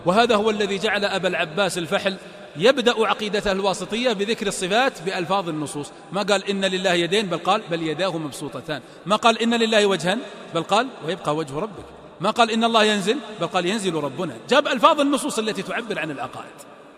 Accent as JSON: {"language": "Arabic", "town": "Riyadh", "region": "Riyadh Province", "country": "Saudi Arabia", "said": "الدرايش، النوافذ قصدي، الدرايش هذه عندنا في الرياض"}